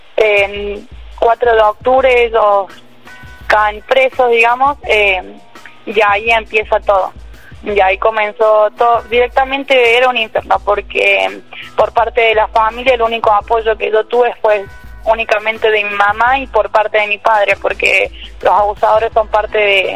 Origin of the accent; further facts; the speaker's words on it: Córdoba, Argentina; Sí, yo soy de Córdoba capital, viajé esta mañana